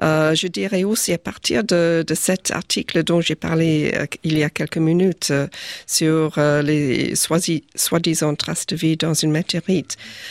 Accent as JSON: {"language": "French", "country": "South Africa", "tie": "born there", "second_language": "French", "said": "Moi, je suis née en Afrique du Sud, donc c'est bien loin."}